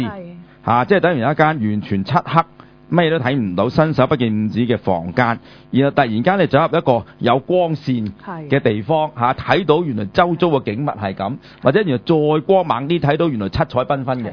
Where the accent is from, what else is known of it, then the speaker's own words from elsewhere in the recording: China; 咁就點解我唔係美國人？點解我係中國人？